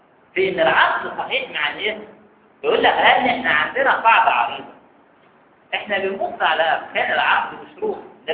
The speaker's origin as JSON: {"language": "Arabic", "country": "Egypt", "said": "ودي نظريات لاحتقار السوق عندنا في مصر قايم عليها"}